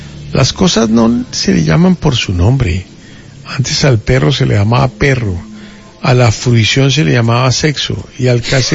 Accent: Colombia; Somos colombianos, no argentinos.

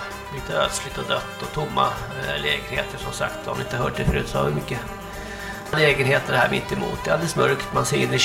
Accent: Sweden; jag kommer ju från Vallsta och Märsta där, så det är lite skillnad och så

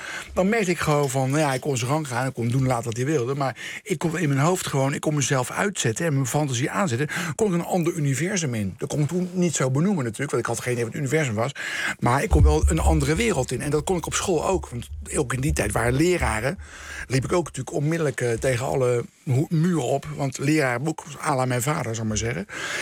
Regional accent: The Hague, South Holland, Netherlands; lag natuurlijk Scheveningen, Den Haag, waar ik vandaan kom.

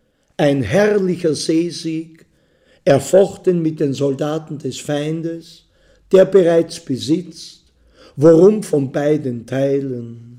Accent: Vienna, Austria; für mich war es halt als Wiener und Österreicher, weil es eben auch uns betroffen hat, unser Land, unseren Staat

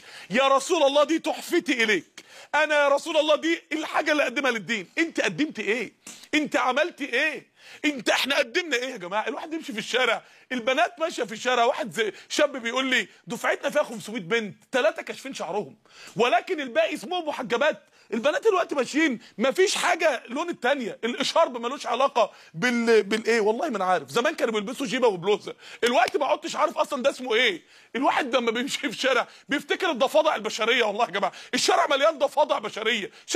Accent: Mansoura, Dakahlia, Egypt; عندنا في المنصورة رسالة للصالح قبل الفاسد

